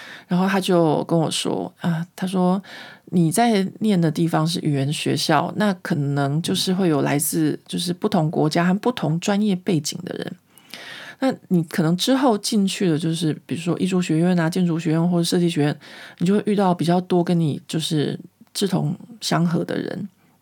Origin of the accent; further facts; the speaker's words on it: Taiwan; 因为那时候台湾就是经济开始起飞，然后所以呢有社会上有很多的绑架案。那我那时候呢就是一个这样子长大的一个都市死小孩。